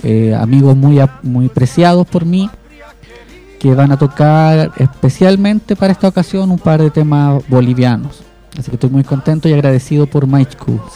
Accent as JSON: {"language": "Spanish", "country": "Chile", "said": "Como chilenos necesitamos hoy organizarnos cada vez más"}